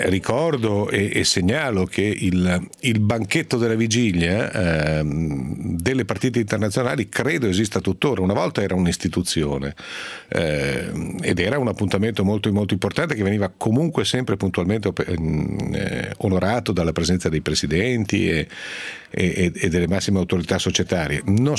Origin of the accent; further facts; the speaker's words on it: Piedmont, Italy; una bella merenda sinoira, come si dice alle mie parti in Piemonte